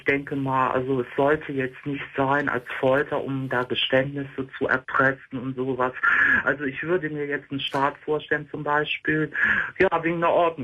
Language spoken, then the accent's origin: German; Cologne, North Rhine-Westphalia, Germany; ich komme ja aus Köln. Also hört man bei mir jetzt nicht so heftig.